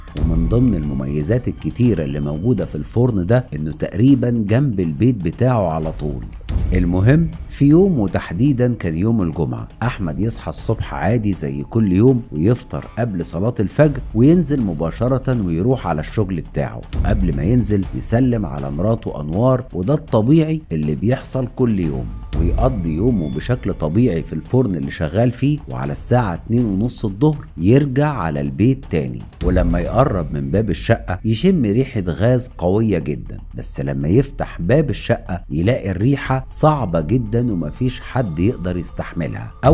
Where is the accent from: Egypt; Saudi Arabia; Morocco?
Egypt; عندنا في مصر الإنسان اللي ما بيصعبش عليه حد